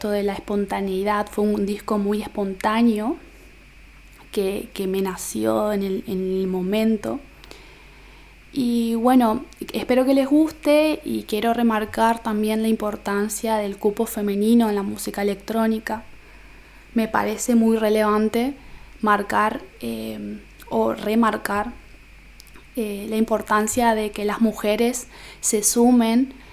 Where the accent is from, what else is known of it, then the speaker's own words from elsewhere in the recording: Formosa, Argentina; Tengo 24 años y soy de Formosa Capital.